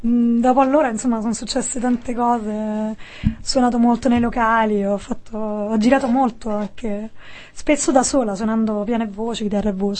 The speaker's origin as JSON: {"language": "Italian", "town": "Rome", "region": "Lazio", "country": "Italy", "tie": "born or raised there", "said": "mia madre è belga, però io sono nata e cresciuta a Roma, e mio padre è italiano, però in realtà è molto più complicato, perché i miei sono nati in Africa."}